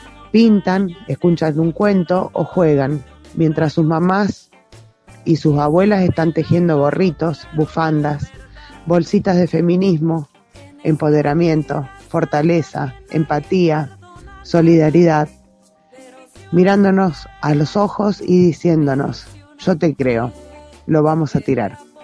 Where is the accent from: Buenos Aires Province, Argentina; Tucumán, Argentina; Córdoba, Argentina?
Córdoba, Argentina; Santa María de Punilla; de Santa María de Punilla, Córdoba.